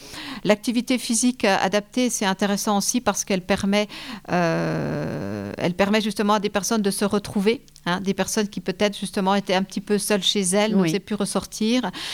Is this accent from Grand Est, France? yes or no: yes; Épinal, Grand Est, France; Je parle pour Épinal parce que je suis d'Épinal.